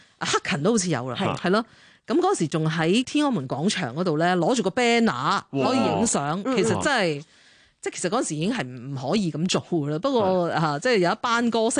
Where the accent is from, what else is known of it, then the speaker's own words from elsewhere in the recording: Shanghai, China; 乜你會知道我上海人？